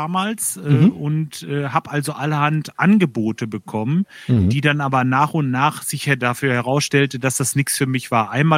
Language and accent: German; Lemgo, North Rhine-Westphalia, Germany; also born or lived in Bad Salzuflen; Ja, ursprünglich aus Lemgo. Geboren bin ich in Bad Salzuflen, dann in Lemgo groß geworden und jetzt wohne ich im Kalletal. Im kleinen Örtchen Kalle, das ist eigentlich so die südlichste Spitze vom Kalletal.